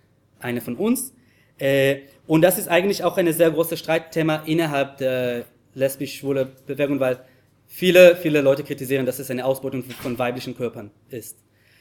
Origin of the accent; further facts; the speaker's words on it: Jerusalem, Jerusalem District, Israel; German is a second language; ich bin in Jerusalem aufgewachsen, bis heute wurde ich nicht trauen, mit einem Mann zu küssen auf der Straße in Jerusalem